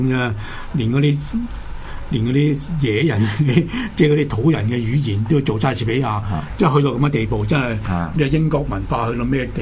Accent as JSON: {"language": "Cantonese", "region": "New York", "country": "United States", "said": "我紐約人"}